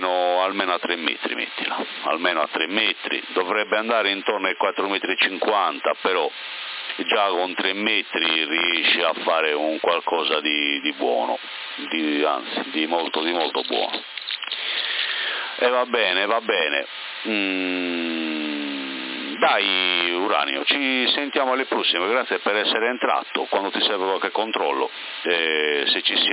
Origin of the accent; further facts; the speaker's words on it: Porto Torres, Sardinia, Italy; mi sentivi un po' di tempo fa da Porto Torres, perché io sono di Porto Torres, però da circa 8 anni, anzi bugia, 10 anni vivo qua in, diciamo tra Porto Torres e Sorso